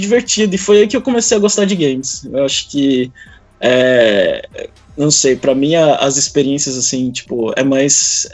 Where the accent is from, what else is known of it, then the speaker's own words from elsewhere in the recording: Porto Velho, Rondônia, Brazil; also born or lived in São Paulo; Nasci em São Paulo, sei lá, com 8, 10 anos, eu fui parar em Porto Velho, Rondônia.